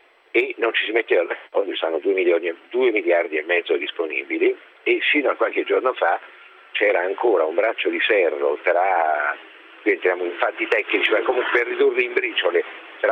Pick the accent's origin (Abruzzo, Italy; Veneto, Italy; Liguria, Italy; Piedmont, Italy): Abruzzo, Italy; L'Aquila; io sono dell'Aquila e lui di Avezzano